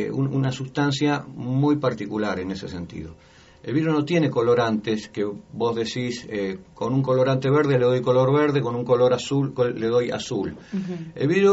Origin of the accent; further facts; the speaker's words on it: Berazategui, Buenos Aires Province, Argentina; De Berazategui. Berazategui está entre Buenos Aires, o sea, Capital Federal y La Plata. Y bueno, y se denomina la capital nacional del vidrio.